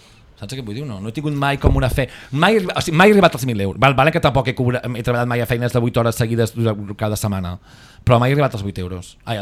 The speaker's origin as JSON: {"language": "Catalan", "town": "Sabadell", "region": "Catalonia", "country": "Spain", "tie": "born or raised there", "said": "els que som de Sabadell, que jo sí, és el barri on vaig néixer, que vaig estar fent els 5 anys"}